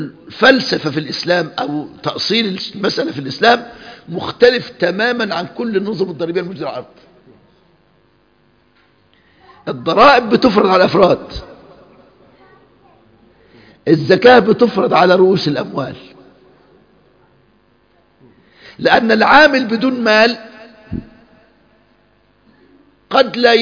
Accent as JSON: {"language": "Arabic", "country": "Egypt", "said": "وحصل الكلام ده اذكر في الاربعينات عندنا في مصر"}